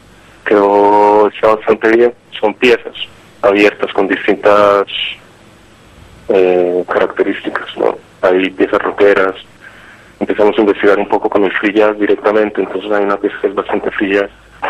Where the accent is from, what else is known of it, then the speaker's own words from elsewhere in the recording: Colombia; now in Barcelona, Spain; nos conocimos acá en Barcelona con algunos hace 8 o 10 años casi, al baterista, que yo soy de Colombia